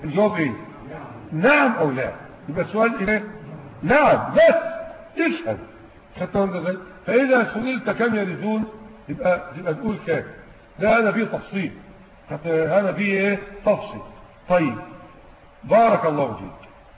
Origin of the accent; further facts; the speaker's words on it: Egypt; لكن عندنا في مصر يقضون بالوصيه الواجبه